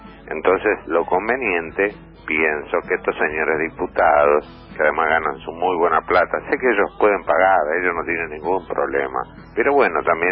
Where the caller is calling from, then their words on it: Buenos Aires, Argentina; de Flores.